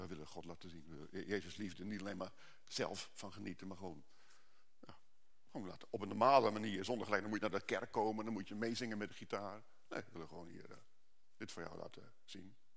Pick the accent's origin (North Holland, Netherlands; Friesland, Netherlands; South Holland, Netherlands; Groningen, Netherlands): Groningen, Netherlands; Ik weet niet waar jullie vandaan komen, ik kom uit Groningen en dan hebben we hekel aan gebakken lucht.